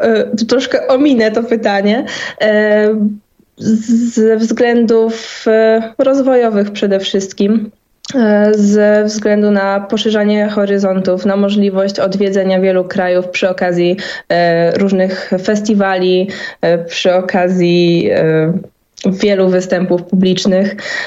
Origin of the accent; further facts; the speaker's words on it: Poznań, Greater Poland Voivodeship, Poland; jako, że pochodzę z Poznania